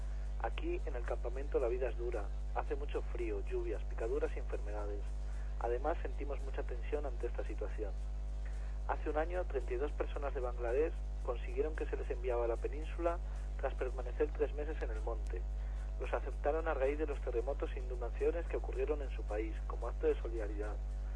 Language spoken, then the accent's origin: Spanish; Punjab, India; Spanish is a second language; moved away as an adult; now in Ceuta, Spain; Tengo 24 años y vengo de Punjab, ciudad de la India, capital de la región Sikh. Es un lugar pobre, dependiente de la agricultura y es muy difícil encontrar trabajo.